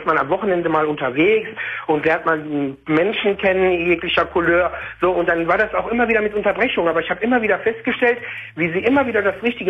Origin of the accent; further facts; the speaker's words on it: Tunisia; also born or lived in Germany; ich bin ja Tunesier und gebürtig Tunesier und also auch in Deutschland zwar geboren halt, aber halt irgendwo Moslem auch.